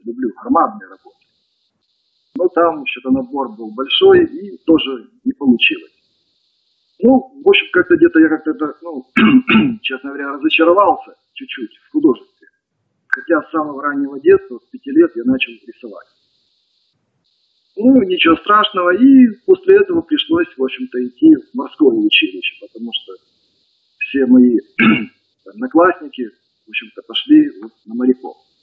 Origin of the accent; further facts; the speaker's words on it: Izmail, Odesa Oblast, Ukraine; born there; В общем-то, родился я в городе Измаиле. Измаил находится в дельте Дуная.